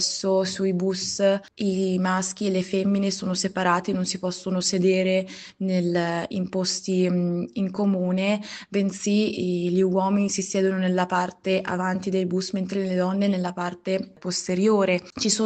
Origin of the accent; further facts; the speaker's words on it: Syria; quello che sta accadendo nel mio paese